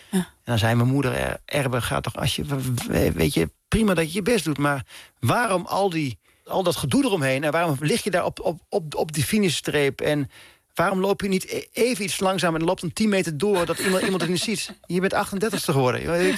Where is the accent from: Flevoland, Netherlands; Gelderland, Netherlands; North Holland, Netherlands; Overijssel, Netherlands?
Overijssel, Netherlands; Dalfsen; zelfs die kleine jongen uit Dalfsen, die kan